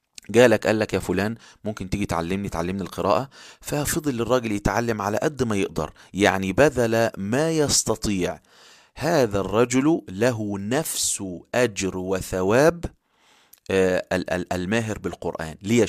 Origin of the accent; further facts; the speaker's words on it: Upper Egypt, Egypt; وحتى في القرى عندنا في الصعيد يذهب ناس يعني كثير جدا يفطرون الصائمين